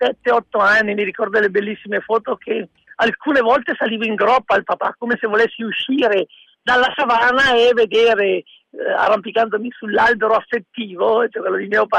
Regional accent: Bergamo, Lombardy, Italy; born there; io sono nato a Bergamo nel 1967, il 27 ottobre, quindi ho anche da poco compiuto gli anni.

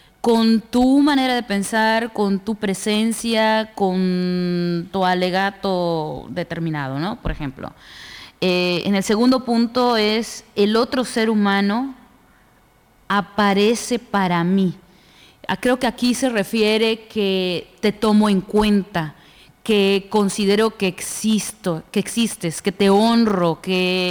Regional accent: Mexico; en nosotros como mexicanos

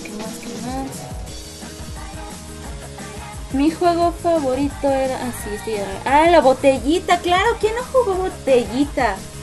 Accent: Mexico; no sé si por acá exista eso, yo soy de México

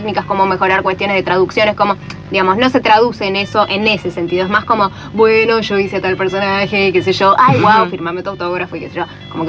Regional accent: Buenos Aires, Argentina; accent: porteño; yo como argentina y ni siquiera digo yo porque tengo este acento porteño

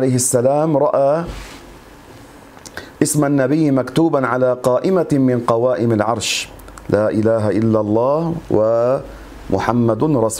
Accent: Lebanon; واحد كان يقال له عندنا في لبنان من الزعران

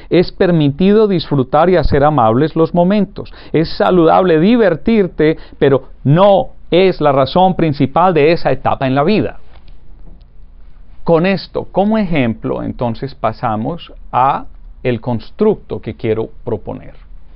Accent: Urrao, Antioquia, Colombia; born there; el pueblo donde yo nací, Urrao, Antioquia, en las montañas de Colombia

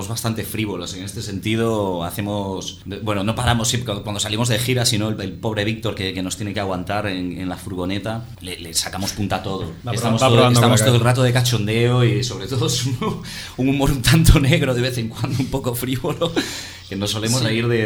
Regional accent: Galicia, Spain; now in Barcelona, Spain; Rafa y yo somos gallegos, por circunstancias pues esto, acabamos en Barcelona y nos hemos quedado a vivir allí.

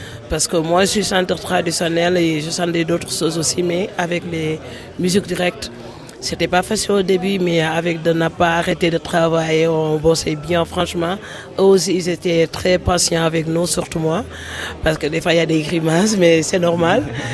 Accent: Senegal; je suis du Sénégal. Et voilà, j'explique.

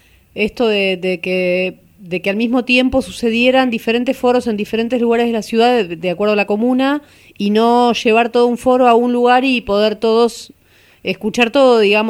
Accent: Buenos Aires, Argentina; Soy de Mataderos y suelo tener que viajar a otros puntos de la ciudad para estas cosas.

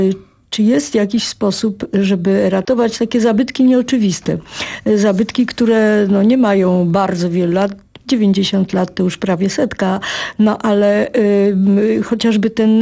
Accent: Warsaw, Masovian Voivodeship, Poland; Wychowałam się w czasach, kiedy no, Warszawa nie miała zbyt wielu neonów

